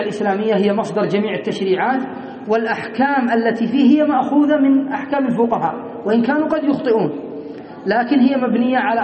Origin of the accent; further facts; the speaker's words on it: Yemen; مثلا عندنا في اليمن يدرسون القانون